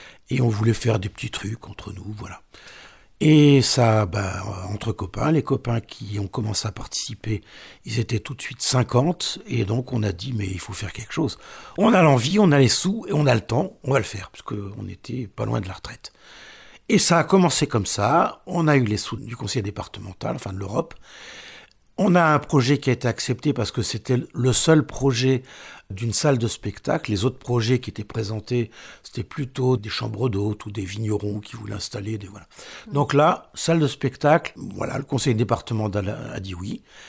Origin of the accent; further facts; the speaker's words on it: Casablanca, Casablanca-Settat, Morocco; Mais on n'est pas breton du tout. Hein. Moi, je viens de Casablanca, Maroc, ce n'est pas tout à fait la Bretagne.